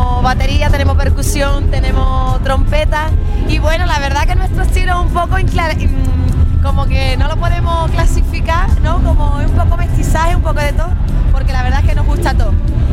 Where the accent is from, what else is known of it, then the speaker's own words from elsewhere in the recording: Chiclana, Andalusia, Spain; venimos de Chiclana, un pueblecito de Cádiz